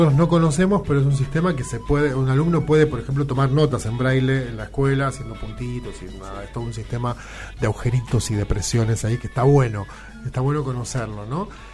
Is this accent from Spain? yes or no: no; La Tablada, Buenos Aires Province, Argentina; now in Buenos Aires, Argentina; Algunos pasan del lado de provincia, donde me crié yo. Yo me crié allá en la Tablada con mis viejos. Ahora vivo acá en Barracas